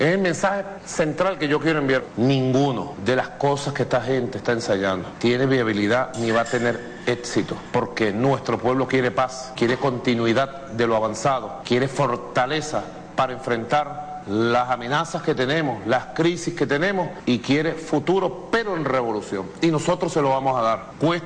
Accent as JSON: {"language": "Spanish", "country": "Venezuela", "said": "Y yo lo repudio, primero como venezolano, como ser humano de esta patria"}